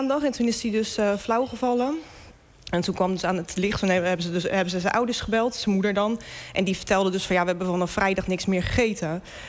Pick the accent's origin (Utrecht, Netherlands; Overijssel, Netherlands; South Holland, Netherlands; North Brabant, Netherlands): South Holland, Netherlands; Rotterdam; En ik kom zelf uit Rotterdam-Zuid. Ja, daar hebben mensen het ook niet breed.